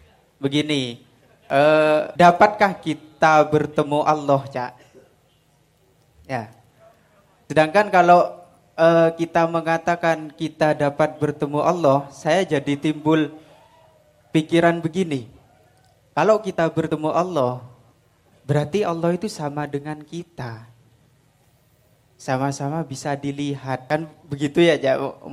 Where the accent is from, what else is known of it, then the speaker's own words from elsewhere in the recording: Bangkalan, East Java, Indonesia; Asal saya dari Kelbung 10 Bangkalan.